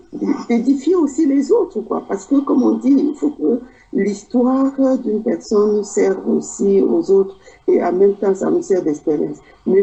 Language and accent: French; Douala, Littoral, Cameroon; Mais la plupart, moi, de ma région de Douala, parce que j'ai grandi à Bonaprison, hein, et j'ai passé mon enfance à Bonaprison